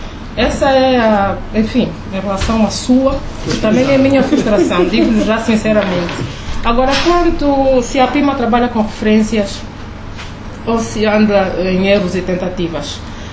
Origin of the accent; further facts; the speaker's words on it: Luanda, Angola; como é o caso do bairro popular Neves Bendia, onde eu cresci, onde eu passei parte da minha juventude.